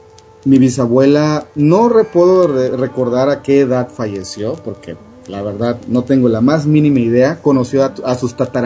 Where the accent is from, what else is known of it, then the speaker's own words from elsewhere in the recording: Chiapas, Mexico; ellos vivían en Chiapas, de donde yo soy